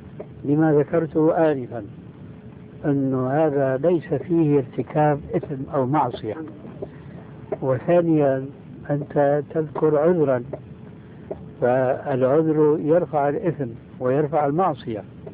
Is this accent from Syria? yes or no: yes; Syria; لكن كما يقولون عندنا في الشام بده هز كتاب